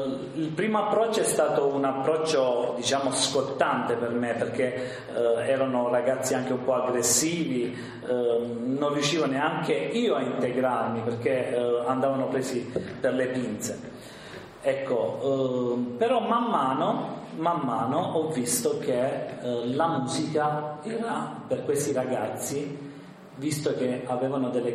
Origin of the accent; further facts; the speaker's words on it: Apulia, Italy; vengo dalla Puglia